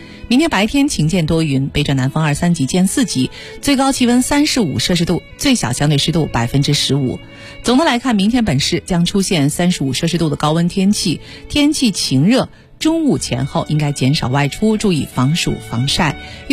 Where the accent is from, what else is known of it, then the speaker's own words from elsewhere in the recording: Beijing, China; 那个时候我们北京人乃至就是可能还有北京以外的一些中国人的生活状况。